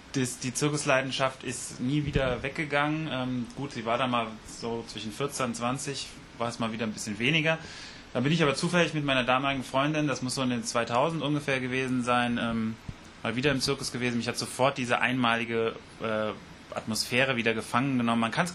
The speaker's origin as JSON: {"language": "German", "town": "Wiesbaden", "region": "Hesse", "country": "Germany", "tie": "born or raised there", "said": "Genau, ich bin in Wiesbaden geboren, so ein sogenannter Biebricher Bub, also hier im Stadtteil Biebrich aufgewachsen, Großeltern schon aus Wiesbaden."}